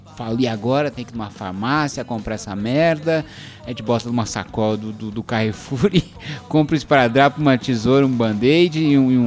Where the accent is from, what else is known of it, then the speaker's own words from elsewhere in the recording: São Paulo, Brazil; a gente saiu, a gente é de São Paulo, a gente saiu sem essa porcaria desse kit.